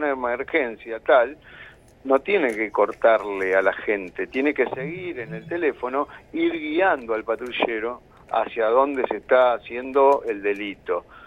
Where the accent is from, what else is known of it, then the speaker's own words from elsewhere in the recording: La Plata, Buenos Aires Province, Argentina; Así que para lo que somos de La Plata son aproximadamente unas 70 cuadras.